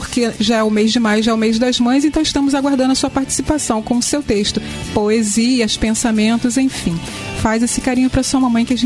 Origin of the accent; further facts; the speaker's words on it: Rio de Janeiro, Brazil; lá da minha terra, Pilares